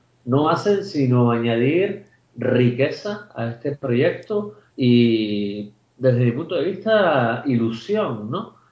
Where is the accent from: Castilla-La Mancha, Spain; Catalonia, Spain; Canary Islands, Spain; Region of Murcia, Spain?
Canary Islands, Spain; es una alegría inmensa como canario el que este proyecto esté recibiendo ya esta acogida a nivel internacional.